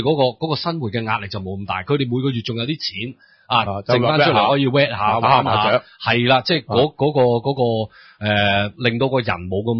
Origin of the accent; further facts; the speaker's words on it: Hong Kong; 我係香港人，唔好話我係大陸人。